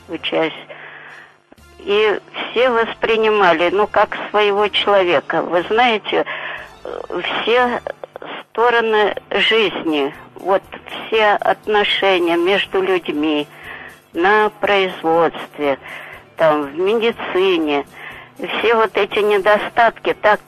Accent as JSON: {"language": "Russian", "region": "Saint Petersburg", "country": "Russia", "tie": "born or raised there", "lives_now": "Obninsk, Russia", "said": "Это Обнинск … Я ленинградка, я родилась там, жила там. Ну, волею судеб, вот, попала в город Обнинск."}